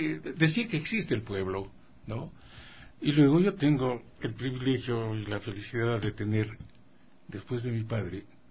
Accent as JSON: {"language": "Spanish", "country": "Ecuador", "said": "Y en mi país, que lo quiero tanto, y por eso es que estamos ahí dándole a la lucha, hemos crecido también en las flautas."}